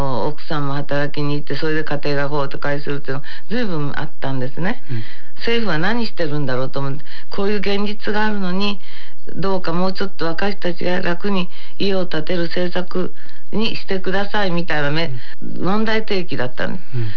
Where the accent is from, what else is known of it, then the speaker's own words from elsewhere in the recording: Kansai, Japan; 私関西ですから。